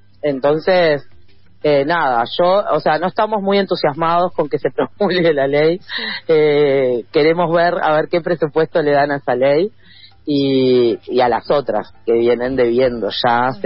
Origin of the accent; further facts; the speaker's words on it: Argentina; nosotros somos, en Argentina nos hacen montones de jodas con que somos lentos, hablamos lento, lo cual es cierto